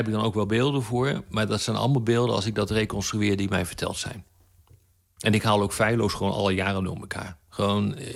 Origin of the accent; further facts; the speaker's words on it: Zwolle, Overijssel, Netherlands; also born or lived in Dordrecht / Groningen / Leiden; Ik ben geboren in Dordrecht, ik ben opgegroeid in Zwolle. En vervolgens ben ik naar Groningen gegaan om te studeren. En daarna naar Leiden om verder te studeren.